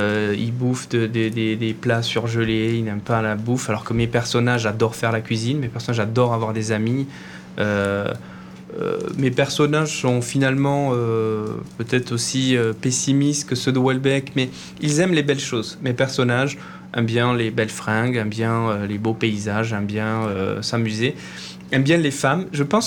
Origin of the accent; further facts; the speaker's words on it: Southern Italy, Italy; Pourtant, je viens d'Italie, mais je disais au début de l'émission que il faut que les choses viennent des tripes. Et moi, même si je viens du sud de l'Italie